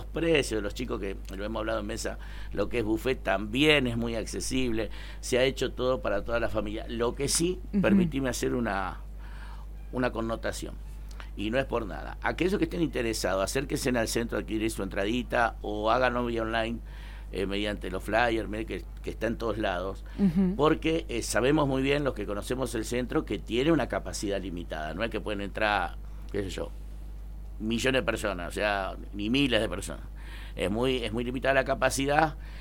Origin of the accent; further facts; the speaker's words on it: Huerta Grande, Córdoba, Argentina; Yo soy de Huerta Grande, pero hace muchos años que estoy en esto.